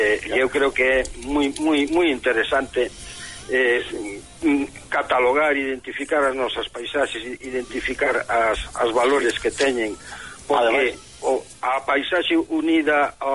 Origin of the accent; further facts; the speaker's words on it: Galicia, Spain; Para nós sempre foi, para os galegos, algo moi íntimo